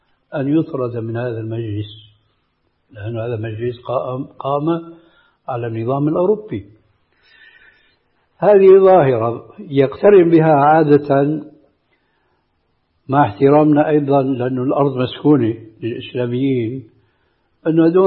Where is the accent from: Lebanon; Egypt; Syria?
Syria; الذي يعبر عنه بعض العامة عندنا في الشام خير الذقون إشارة تكون